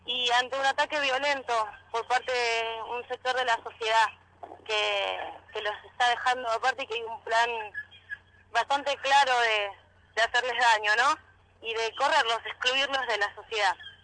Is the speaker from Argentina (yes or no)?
yes; Buenos Aires, Argentina; Sí, nosotros sí. Somos de Santa Brígida y Aras Trujuy.